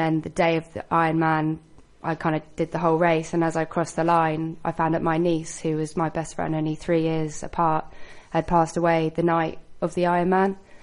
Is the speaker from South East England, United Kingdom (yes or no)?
yes; South East England, United Kingdom; Down in Hampshire.